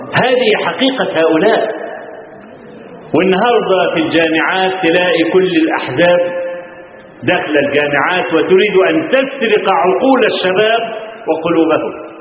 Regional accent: Kafr El Sheikh Governorate, Egypt; جاء عندنا في كفر الشيخ، في عندنا في المحافظه

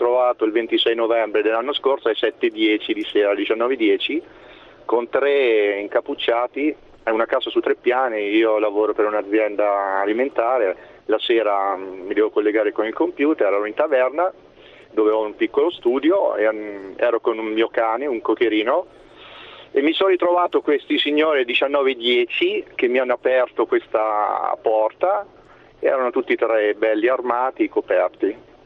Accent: Perugia, Umbria, Italy; Io sono di Perugia e volevo portare la mia testimonianza.

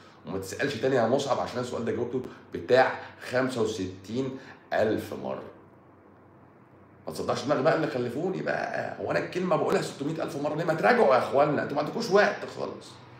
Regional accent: Egypt; احنا مصريين بقى حرف السين بيبقى تقيل، بقى تقيل على لساننا،

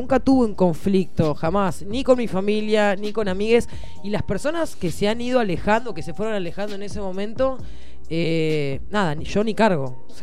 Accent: Bahía Blanca, Buenos Aires Province, Argentina; Yo soy de Bahía Blanca.

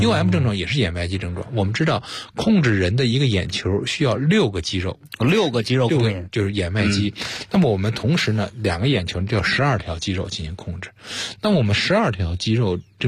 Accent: China; 我们中国人

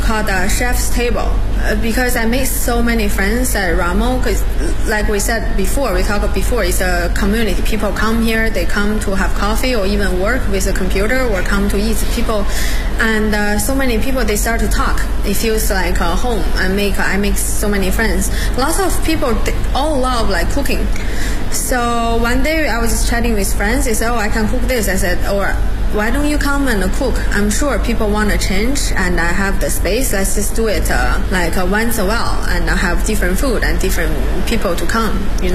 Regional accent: Beijing, China; English is a second language; I live in Hutong like for 10 years and I'm from Beijing. That's part of my life, my culture.

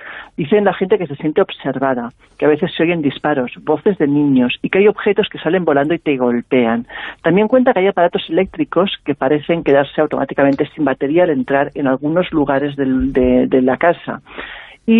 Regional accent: Catalonia, Spain; born there; aunque soy catalana de nacimiento, soy sevillana de adopción, quizás porque lo llevo en la sangre, ¿no? Porque mi abuelo era sevillano

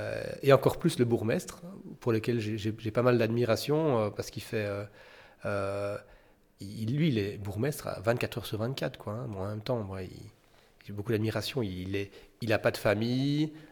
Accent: Lustin, Wallonia, Belgium; Moi, en particulier, je viens de Lustin. Lustin, c'est un village qui dort jamais, quoi

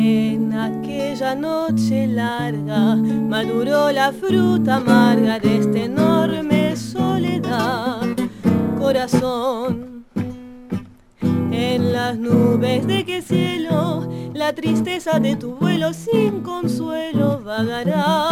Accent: France; Spanish is a second language; moved away as an adult; Sí, yo igual nací en Francia y viví toda mi vida en Francia.

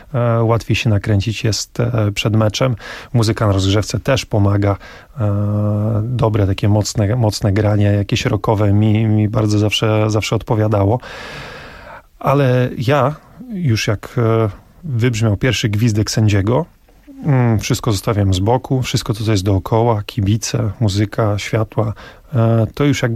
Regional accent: Olsztyn, Warmian-Masurian Voivodeship, Poland; Jestem z Olsztyna, pochodzę z Warmii.

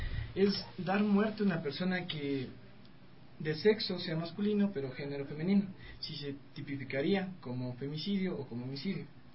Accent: Ecuador; especifica que nosotros como ecuatorianos tenemos malas conductas

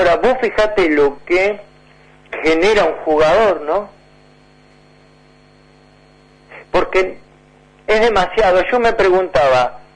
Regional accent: Argentina; no, somos argentinos

